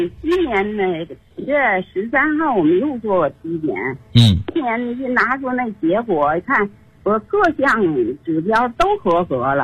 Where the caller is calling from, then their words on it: Tianjin, China; 我是天津的。今年78岁。